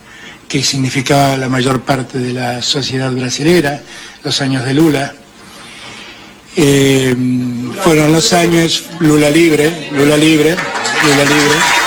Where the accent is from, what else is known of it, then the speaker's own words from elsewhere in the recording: Argentina; now in Spain; Muchos argentinos que están viviendo acá en España